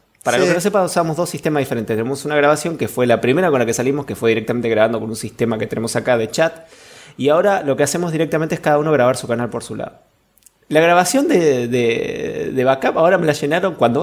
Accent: Allen, Río Negro, Argentina; now in Neuquén, Argentina; soy originalmente de Río Negro, soy nacido y criado en la ciudad de Allen, donde se vende la merca más rica de todo el Alto Valle

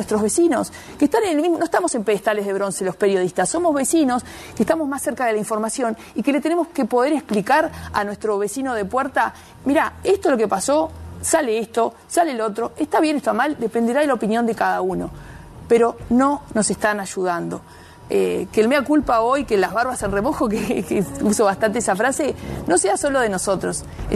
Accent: Montevideo, Uruguay; Los que somos montevideanos de pura cepa, a veces nos cuesta mirar al interior

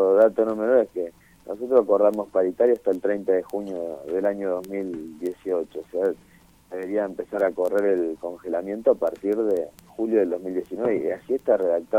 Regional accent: Tierra del Fuego, Argentina; quienes ya decidimos o nacimos, crecimos y vivimos en Tierra del Fuego, estamos acostumbrados.

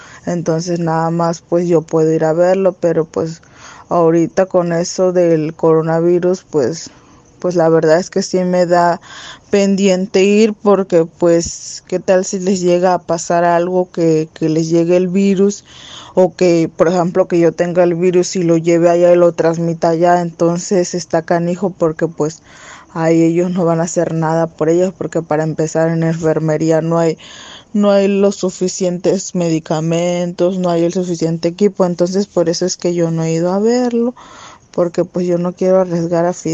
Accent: Loma de Bácum, Sonora, Mexico; les mando un saludo fraterno desde acá, desde mi pueblo de Loma de Bacum.

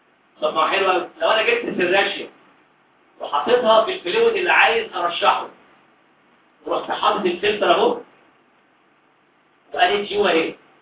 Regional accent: Egypt; لأن البيض عندنا إحنا كمصريين في الأرياف عادة ممكن يضرب البيض مع كوباية لبن

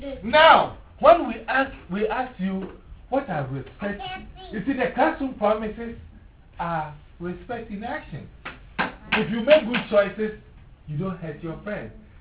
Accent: Ghana; I'm from Ghana, right? Ghana is in Africa.

